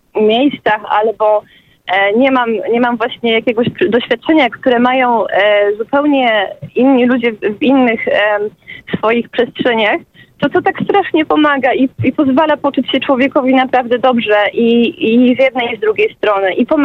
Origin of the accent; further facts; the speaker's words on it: Greater Poland Voivodeship, Poland; małe wioski Wielkopolska. Ja jestem z Wysoka Skina.